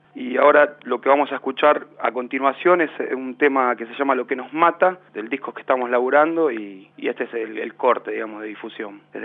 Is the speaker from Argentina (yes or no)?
yes; Lanús, Buenos Aires Province, Argentina; quien les habla … bajo y coros. Somos de Lanús